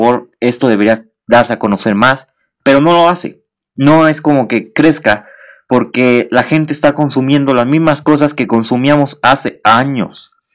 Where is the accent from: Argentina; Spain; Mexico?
Mexico; Soy mexicano. Todos los mexicanos somos morbosos, somos chismosos.